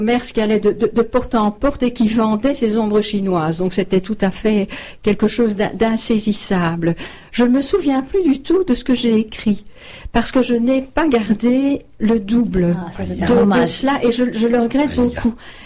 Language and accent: French; Arlon, Wallonia, Belgium; also born or lived in Brussels; à 12 ans, nous habitions alors à Arlon. Je suis née à Bruxelles, mais nous avons déménagé pendant 8 ans à Arlon.